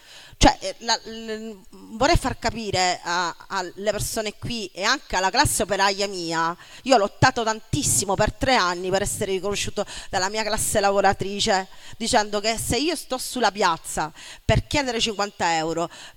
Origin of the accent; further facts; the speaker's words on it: Argentina; now in Italy; posso esistere nel mio paese di origine, l'Argentina